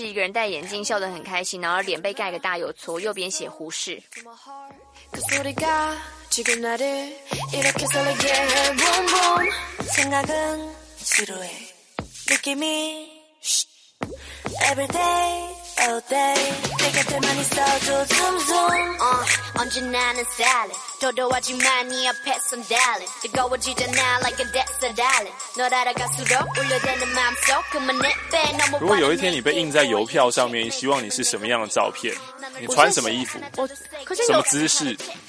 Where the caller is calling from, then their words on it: Taichung, Taiwan; 从小陪伴我长大，小时候听台中广播